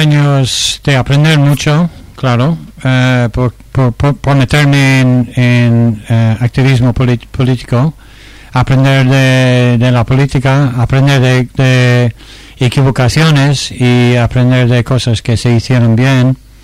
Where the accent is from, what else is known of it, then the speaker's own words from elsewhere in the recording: Dublin, Leinster, Ireland; Pues yo vengo de Dublín, pero mi madre nació en Algorta y por su padre ser alemán